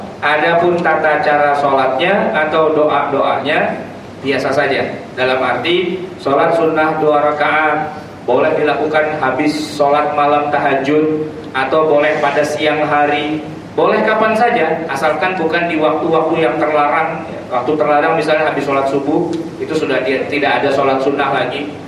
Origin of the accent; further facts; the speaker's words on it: Java, Indonesia; Ya, saya juga orang Jawa.